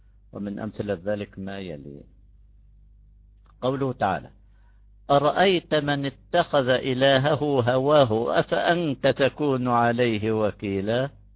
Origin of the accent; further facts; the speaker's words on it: Jordan; بعد صلاة العشاء عندنا في الأردن